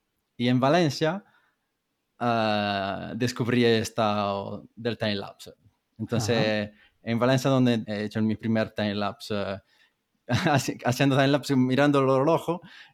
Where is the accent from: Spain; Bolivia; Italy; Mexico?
Italy; Montemurlo, Tuscany; Spanish is a second language; moved away as an adult; also born or lived in London; soy italiano de una ciudad, bueno, pueblo cerca de Florencia que se llama Montemurlo. Y me fui de Italia en el 2010 más o menos, y ahí me fui en Londres